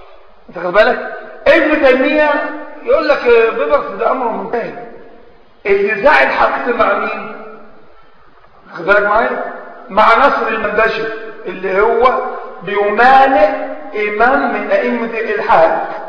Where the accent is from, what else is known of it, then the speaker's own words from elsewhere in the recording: Egypt; أو الأمة عندنا في مصر وغيرها من البلاد منقسمة